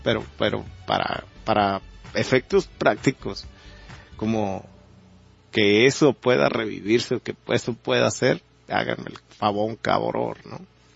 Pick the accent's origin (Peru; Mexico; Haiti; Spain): Mexico; como mexicanos, con las características muy remarcadas que tenemos, por nuestra idiosincrasia tan singular, ¿no?, como mexicanos